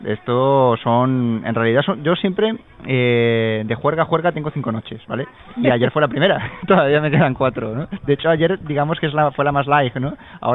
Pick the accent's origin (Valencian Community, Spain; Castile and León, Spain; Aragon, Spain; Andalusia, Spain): Valencian Community, Spain; Alicante; Porque yo como alicantino me sentía bastante avergonzado